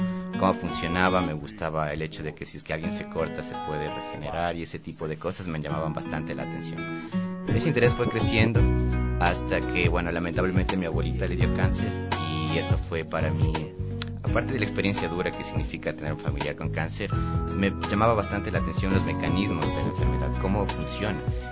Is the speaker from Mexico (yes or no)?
no; Quito, Pichincha, Ecuador; yo nací en Quito el 29 de noviembre. Siempre he vivido en Quito.